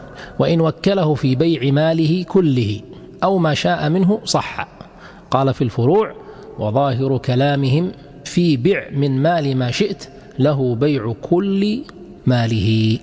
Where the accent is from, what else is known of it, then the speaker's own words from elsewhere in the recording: Kuwait; ما يسمى عندنا في الكويت مثلا الوكالة العامة هي ليست عامة في الحقيقة